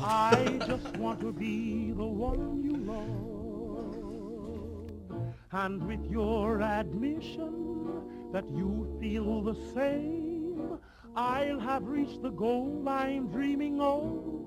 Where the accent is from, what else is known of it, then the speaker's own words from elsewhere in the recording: Castile and León, Spain; accent: Galician; a mí me sale porque soy del Bierzo.